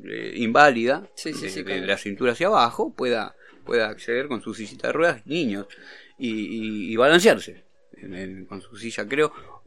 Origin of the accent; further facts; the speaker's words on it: Merlo, Buenos Aires Province, Argentina; Mira, yo soy de Merlo, ¿no?